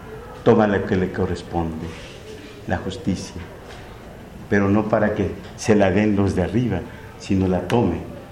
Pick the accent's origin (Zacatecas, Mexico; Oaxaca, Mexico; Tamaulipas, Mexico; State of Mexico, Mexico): State of Mexico, Mexico; Atenco; yo soy de Atenco